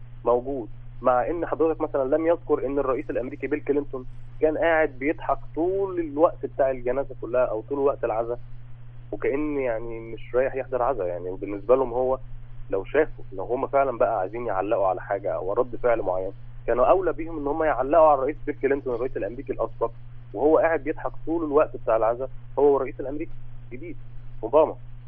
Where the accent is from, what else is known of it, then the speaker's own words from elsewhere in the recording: Egypt; يعني أنا كشاب مصري شايف كل ده قدامي